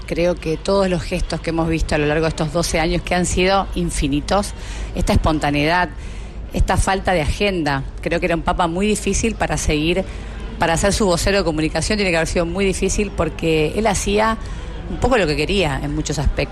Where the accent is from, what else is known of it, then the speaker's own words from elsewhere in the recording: Argentina; Creo que es parte de lo que somos también los argentinos.